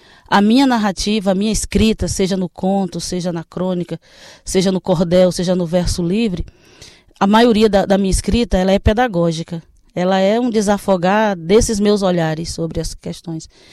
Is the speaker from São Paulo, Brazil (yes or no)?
no; Ceará, Brazil; now in Sergipe, Brazil; embora eu esteja atualmente morando em Sergipe, mas eu sou do Ceará, do interior do Ceará, lá da região do Vale do Jaguaribe, no meio do norte. E a minha comunidade era uma comunidade pouco letrada.